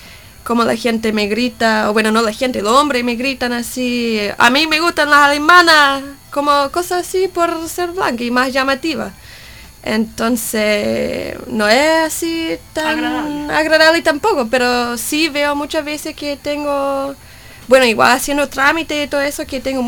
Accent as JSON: {"language": "Spanish", "country": "United States", "second_language": "Spanish", "said": "siendo gringa, la gente ya viene racista. Tengo mucho privilegio acá."}